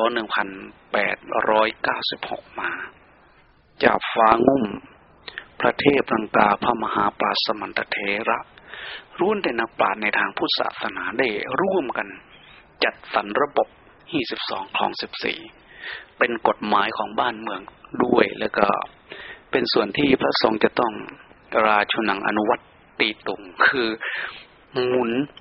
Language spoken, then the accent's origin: Thai; Isan, Thailand; อยากจะพูดถึงประเพณีในวันออกพรรษาเอาในภาคอีสานนี้ซะก่อนเพราะว่าเราเป็นชาวอีสาน